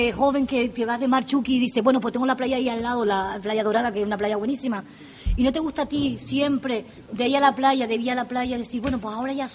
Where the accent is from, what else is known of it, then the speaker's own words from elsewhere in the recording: Canary Islands, Spain; Las Palmas de Gran Canaria. Ahí soy yo, de Gran Canaria